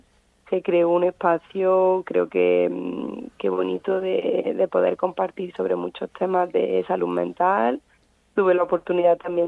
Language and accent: Spanish; Córdoba, Andalusia, Spain; yo soy de Córdoba, el libro empieza un poco allí, hablando también de a lo mejor de mi experiencia, de mis recuerdos.